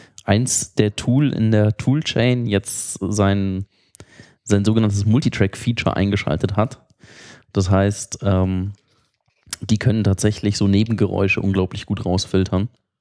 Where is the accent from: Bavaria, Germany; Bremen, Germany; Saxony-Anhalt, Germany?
Bavaria, Germany; Munich; Und wenn du halt als Münchner nach Berlin kommst, das ist einfach